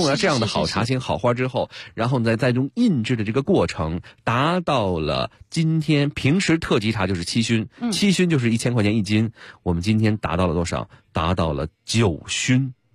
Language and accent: Chinese; Beijing, China; 这个我北京人代表我们北京的这个朋友们，感谢